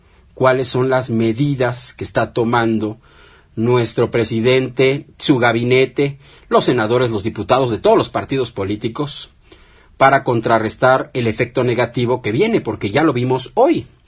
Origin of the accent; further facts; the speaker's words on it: Mexico; lo que debemos temer todos nosotros como mexicanos